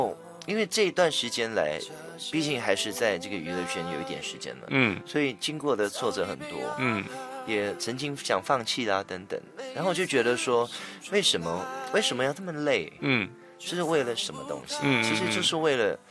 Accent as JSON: {"language": "Chinese", "country": "Malaysia", "said": "我是来自马来西亚的，所以马来西亚它是一个完全没有冬天的一个地方嘛，所以它只有夏天，而且马来西亚它是属于一个阳光很好"}